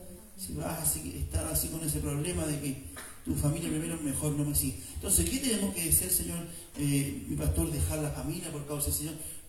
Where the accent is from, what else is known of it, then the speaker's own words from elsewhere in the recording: Chile; Salió cascando, como decimos, como chileno